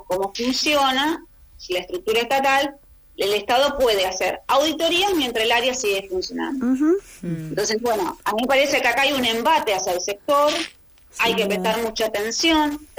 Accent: Argentina; qué escenario dejaría para nosotros como argentinos

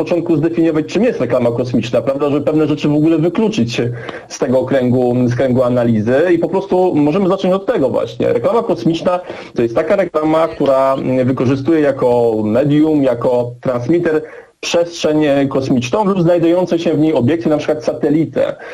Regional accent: Toruń, Kuyavian-Pomeranian Voivodeship, Poland; jestem z Turnia.

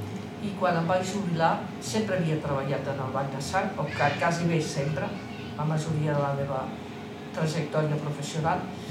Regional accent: Barcelona, Catalonia, Spain; born there; Sí, vaig néixer aquí a Barcelona.

